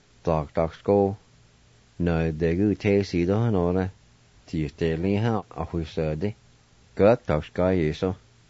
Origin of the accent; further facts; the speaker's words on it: Jay, Oklahoma, United States; will continue my stories about where I grew up in Jay, how our family life was when I was growing up and when I was attending school